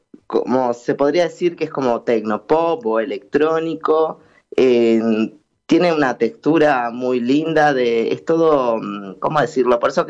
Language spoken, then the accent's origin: Spanish; Tacuarembó, Uruguay; yo siempre hago nombres relacionados con Tacuarembó, que es de donde yo soy